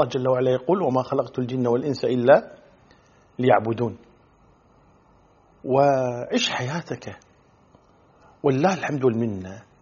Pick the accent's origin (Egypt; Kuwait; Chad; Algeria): Kuwait; خاصة عندنا في الكويت في قضية السؤال دائما شو اسمك